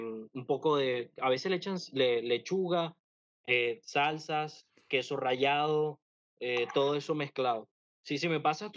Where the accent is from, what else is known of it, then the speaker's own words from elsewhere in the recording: Caribbean coast, Colombia; Yo soy parte de la Costa Caribe. Entonces, sí, o sea, cada una tiene sus propios platos.